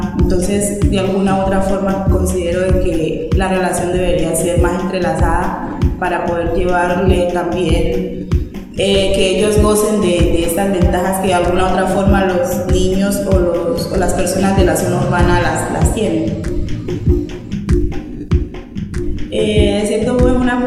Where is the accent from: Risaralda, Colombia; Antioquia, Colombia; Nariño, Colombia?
Nariño, Colombia; Roberto Payán; vengo del municipio de Roberto Payán